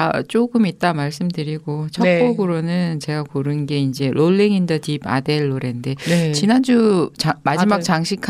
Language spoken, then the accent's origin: Korean; South Korea; 근데 이제 한국인으로서 한국 사회를 되돌아보게 하는 그런 영화잖아요